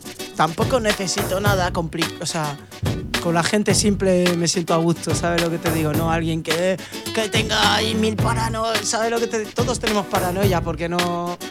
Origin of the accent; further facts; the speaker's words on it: Oviedo, Asturias, Spain; born there; first language French; also born or lived in Africa; nací en Oviedo y mi madre en África, pero mi idioma, el que empecé de verdad a desarrollar, fue francés.